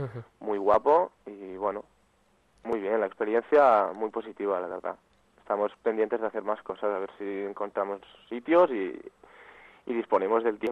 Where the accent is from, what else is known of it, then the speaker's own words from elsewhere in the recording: Barcelona, Catalonia, Spain; los dos que lo creamos somos de Barcelona, pero uno de los dos, yo soy el que actualmente está en Barcelona